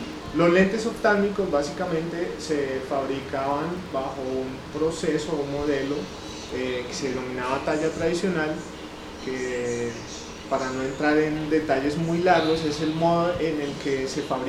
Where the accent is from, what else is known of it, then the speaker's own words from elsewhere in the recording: Colombia; moved away as an adult; now in Dominican Republic; yo soy colombiano, residente en República Dominicana hace aproximadamente 3 años.